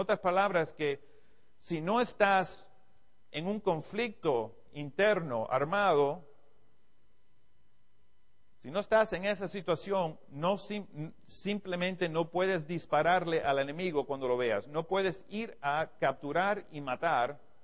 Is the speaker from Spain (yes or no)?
no; Cuba; now in United States; aunque soy de Estados Unidos, como ya muchos de ustedes saben, soy originalmente de Cuba, me siento como latino, he estado aquí con ustedes muchos años, he estado en toda Latinoamérica por toda mi carrera militar.